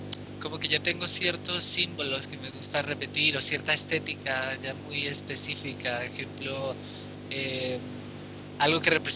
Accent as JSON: {"language": "Spanish", "country": "Spain", "moved": "as an adult", "lives_now": "Santiago, Chile", "said": "hace como medio año ya me fui de España y por ahora vivir aquí en Santiago."}